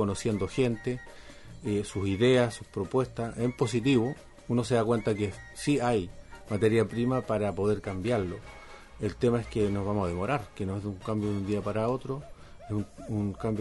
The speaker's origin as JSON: {"language": "Spanish", "country": "Chile", "said": "Nos tenemos que formar cívicamente como chilenos, como país."}